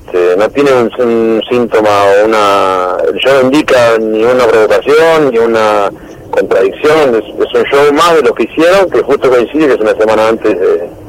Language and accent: Spanish; Mar del Plata, Buenos Aires Province, Argentina; yo soy de Mar del Plata